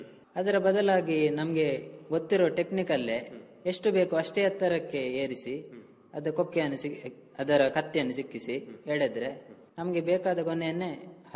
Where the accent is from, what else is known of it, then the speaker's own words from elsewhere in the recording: Bantwal, Karnataka, India; ನಾನು ನನ್ನ ಊರು ಬಂಟ್ವಾಳ ತಾಲೂಕು ಬಂಟ್ವಾಳ ಕಸಬಾ ಗ್ರಾಮ ಅಗ್ರಹಾರ. ನನ್ನ ವಯಸ್ಸು 23.